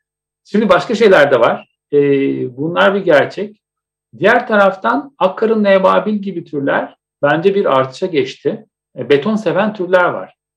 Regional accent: Istanbul, Turkey; Onun için şimdi ben Etiler'de büyüdüm.

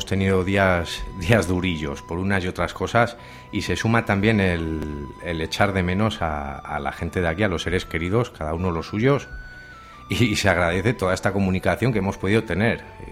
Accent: Berriozar, Navarre, Spain; la mayoría somos de Berriozar y conocidos ya de antes

